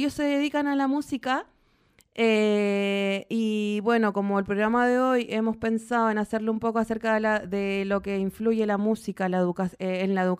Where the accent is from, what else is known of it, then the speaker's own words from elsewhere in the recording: Chile; moved away; en el proceso de migración que he tenido, porque yo soy chilena